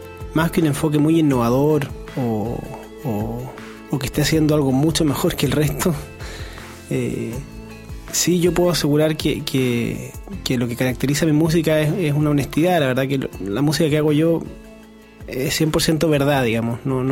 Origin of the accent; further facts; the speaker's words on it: Santiago, Santiago Metropolitan Region, Chile; Somos todos de Santiago.